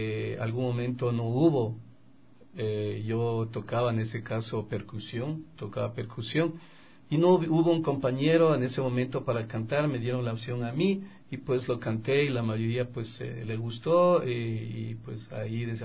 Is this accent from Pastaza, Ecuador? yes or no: no; Quito, Pichincha, Ecuador; Yo soy netamente de Chimbacalle, ¿no? Del sector de Chimbacalle